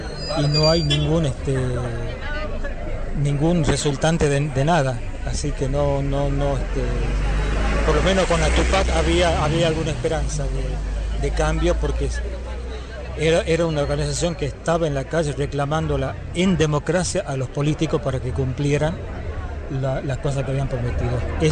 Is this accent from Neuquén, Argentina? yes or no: no; Ledesma, Jujuy, Argentina; los que somos de Jujuy, los que somos de Ledesma, Jujuy